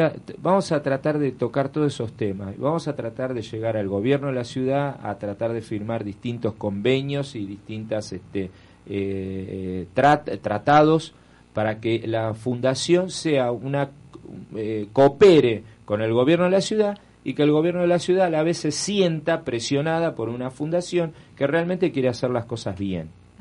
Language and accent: Spanish; Buenos Aires, Argentina; born there; yo nací en Belgrano, en una casa en el barrio de Belgrano, pero ni idea.